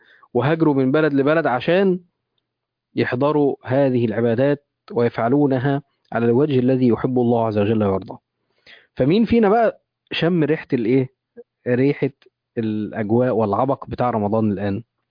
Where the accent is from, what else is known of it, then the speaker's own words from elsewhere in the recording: Egypt; يعني تخيل احنا عندنا في مصر حاليا كيلو اللحمه وصل كام؟